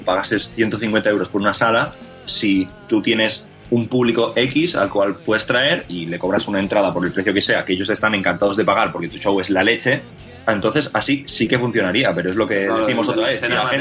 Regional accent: Terrassa, Catalonia, Spain; Fatal, porque nosotros somos de Tarrasa, entonces...

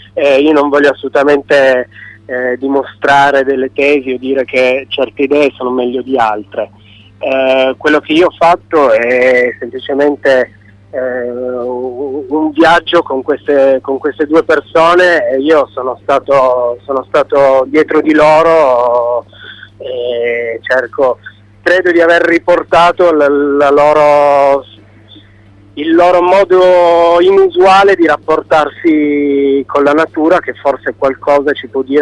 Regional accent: Turin, Piedmont, Italy; giocavo in casa, nel senso che io sono di Torino

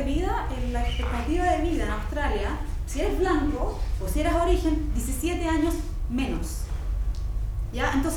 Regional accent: Chile; moved away; una de las cosas que hice al principio fue como afirmar mi posición como chilena, como latinoamericana, en un contexto en que no, la gente no sabe

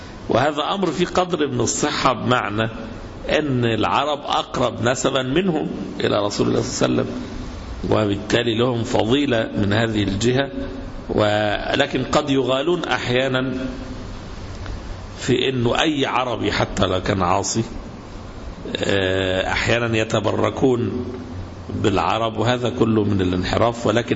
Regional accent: Egypt; يعني هنا عندنا في مصر قبائل كثيرة جدا

